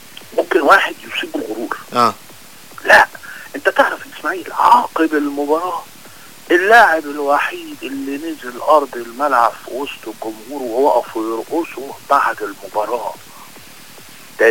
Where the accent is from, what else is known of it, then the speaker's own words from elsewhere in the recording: Alexandria, Alexandria Governorate, Egypt; انا بتكلم كراجل محايد انا مش هتكلم بقى كاسكندراني